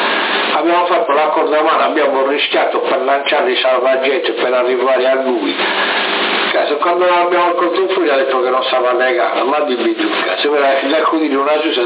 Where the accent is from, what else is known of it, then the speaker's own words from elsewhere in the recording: Sardinia, Italy; siamo sardi anche noi, anche se non siamo di Alghero siamo sardi.